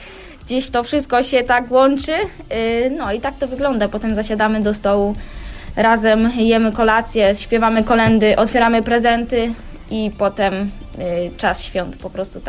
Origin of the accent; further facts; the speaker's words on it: Pęgów, Lower Silesian Voivodeship, Poland; Pęgów, Kołuniejowa. Stamtąd pochodzę i uwielbiam spędzać czas tam, bo jak wychodzę, gdy przyjeżdżam właśnie z Wolfsburga